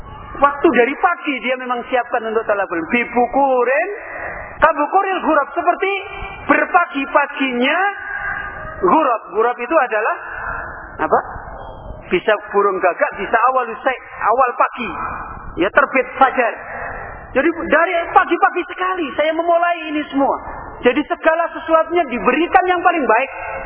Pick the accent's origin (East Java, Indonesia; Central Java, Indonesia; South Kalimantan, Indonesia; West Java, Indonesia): Central Java, Indonesia; Semarang; kampung saya itu di Semarang. Kalau antum mungkin pernah namanya Desa Tambak Lorok. Pernah dengar mungkin. Itu di Semarang itu pusatnya preman.